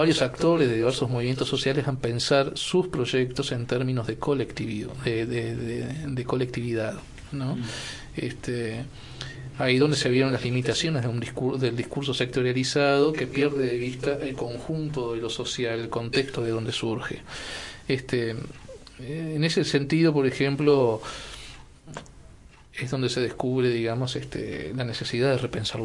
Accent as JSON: {"language": "Spanish", "town": "Chuy", "region": "Rocha", "country": "Uruguay", "tie": "born or raised there", "also_born_or_lived": "Montevideo", "said": "Aunque mi condición de fronterizo, porque si bien nací en Montevideo, me crié en el Chuy, ¿no?"}